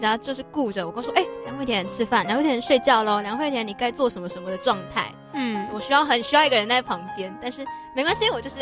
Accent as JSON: {"language": "Chinese", "country": "Malaysia", "said": "因为我是马来西亚人嘛，我也不知道国小国中上课是怎么样的。"}